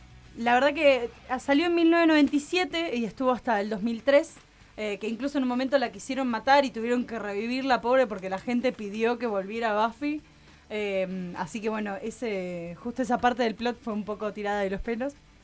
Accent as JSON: {"language": "Spanish", "town": "La Plata", "region": "Buenos Aires Province", "country": "Argentina", "tie": "born or raised there", "said": "Me acuerdo que siempre a la noche lo pasaban en cable cuando era chiquita, vivía en La Plata."}